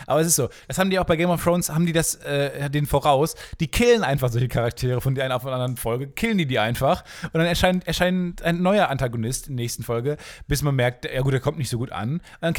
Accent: Kamen, North Rhine-Westphalia, Germany; Also die Stadt, wo ich herkomme, heißt Carmen.

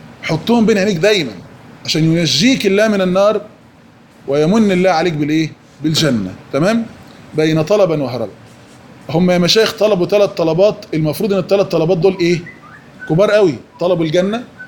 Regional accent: Egypt; السفهاء الفراعنة اللي عندنا في مصر دول

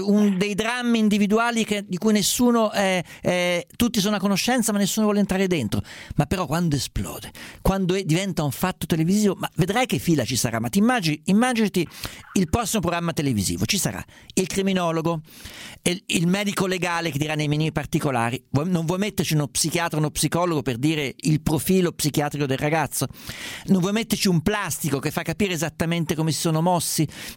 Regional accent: Perugia, Umbria, Italy; Ma io vengo da Perugia, scusate, io ho già dato su Perugia, ho detto tutto il dicibile.

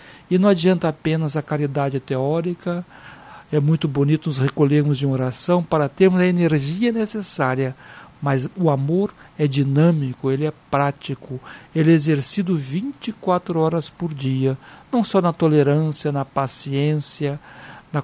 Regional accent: Espírito Santo, Brazil; Eu me lembro lá no Espírito Santo, minha cidade natal

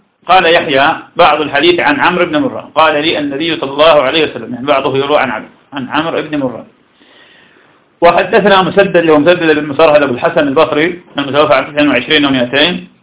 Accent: Iraq; وهذا كان عندنا في العراق كثيرا جدا

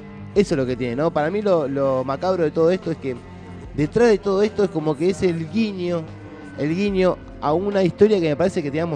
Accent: Argentina; todos esa etapa la tenemos superada como argentinos

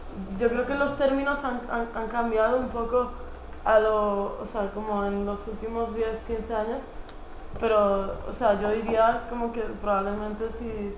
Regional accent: Community of Madrid, Spain; como yo lo que recuerdo en mi propia experiencia, como gente que conocía como en mi pueblo, que es como un pueblo, pues el corredor de Lenares, así que te puedes imaginar la cantidad de chonis que hay.

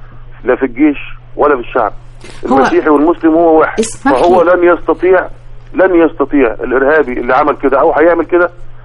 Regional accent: Egypt; إحنا كمصريين أنا ما قابلتش واحد من الشباب

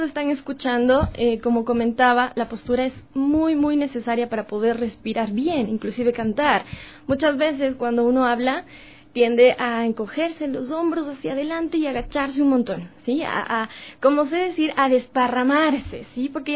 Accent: Ecuador; siendo ecuatorianos llevamos la música en la sangre.

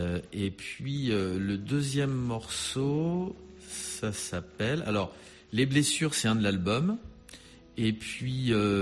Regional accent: La Rochelle, Nouvelle-Aquitaine, France; Moi, je suis de La Rochelle, de l'île de Ré.

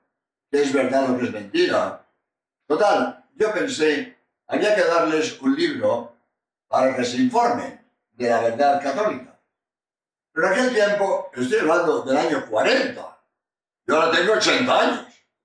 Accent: Spain; español y autor de este libro.

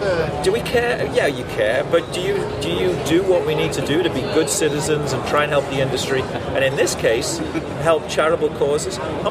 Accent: England, United Kingdom; I grew up in England, so my family still lives there.

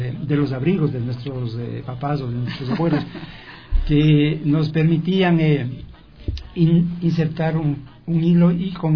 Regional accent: Tabacundo, Pichincha, Ecuador; cuando yo ejercía ya la profesión de periodista en mi tierra, en Tabacundo

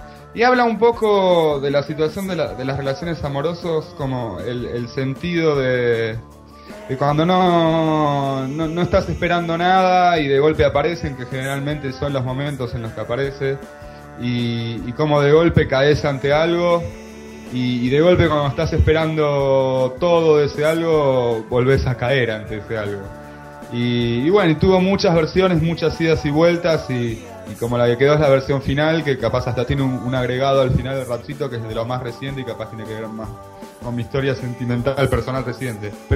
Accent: Buenos Aires, Argentina; soy porteño de Buenos Aires, Argentina

